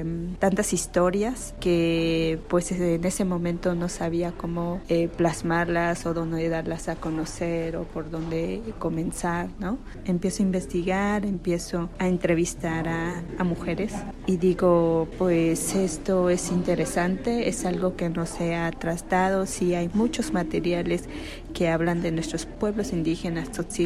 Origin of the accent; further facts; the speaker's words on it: Oxchuc, Chiapas, Mexico; soy originaria de Ixchuc, Chiapas, soy tzeltal, hablante de la lengua.